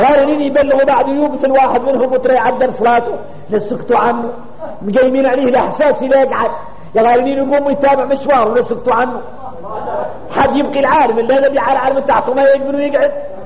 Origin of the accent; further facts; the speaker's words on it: Mauritania; احنا موريتاني واحنا موريتاني غريبين